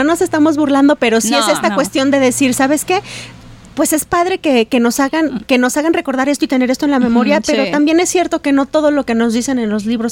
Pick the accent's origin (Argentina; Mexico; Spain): Mexico; pero que como mexicanos yo creo que queríamos tener todos como país